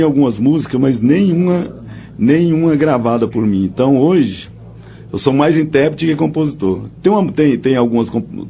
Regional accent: Minas Gerais, Brazil; Eu sou de Minas Gerais, mas a gente foi para Rondônia, né? Minha família comprou terra lá em Rondônia e a gente trabalhava já cantando.

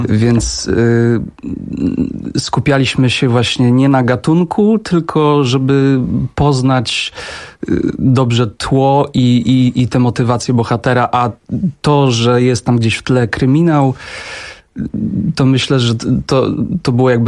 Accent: Wieluń, Łódź Voivodeship, Poland; ja pochodzę w ogóle z małego miasta, z Wielunia, który jest właściwie na obrzeżach wsi

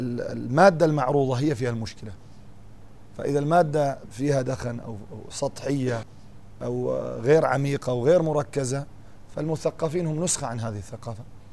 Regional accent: Syria; يعني قد يكون عندنا في سوريا لسه يعني ما عم نعرف من هم أعداؤنا

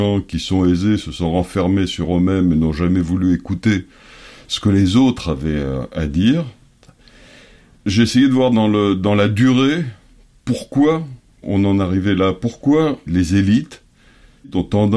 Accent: France; also born or lived in Paris; now in Greece; Je suis grec, je suis français, de nationalité aussi, je suis né à Paris. J'ai grandi en France, je suis retourné en Grèce en 2004.

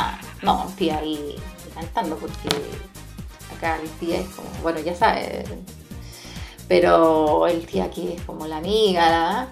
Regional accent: Chile; Porque los chilenos somos súper apasionados con el himno nacional cuando juega nuestra selección.

